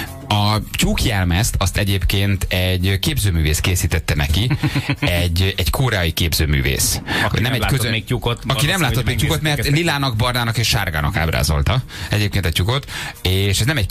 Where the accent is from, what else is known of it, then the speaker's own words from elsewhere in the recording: Lőrinci, Heves, Hungary; te én Lőrinci vagyok, nem Calgary felsőn születtem